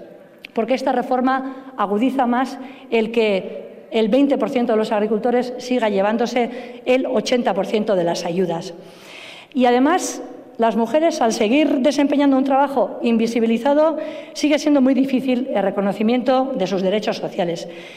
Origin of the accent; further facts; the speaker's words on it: Basque Country, Spain; un marco soberano de decisión que nos permita como pueblo vasco defender también en Europa